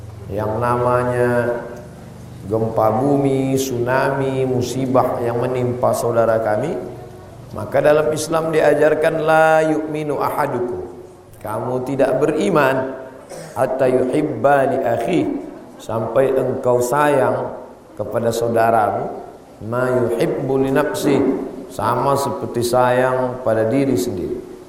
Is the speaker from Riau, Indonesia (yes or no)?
yes; Riau, Indonesia; saya sendiri dari Pulau Sumatera, Provinsi Riau